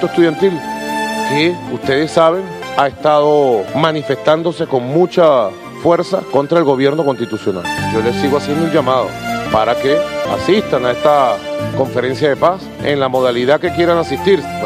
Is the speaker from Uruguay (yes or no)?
no; Venezuela; para oírnos como venezolanos, vamos a dialogar.